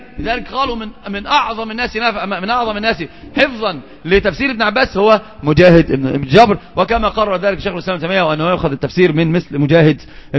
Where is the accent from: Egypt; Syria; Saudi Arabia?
Egypt; نحن عندنا في مصر في مثل مشهور جدا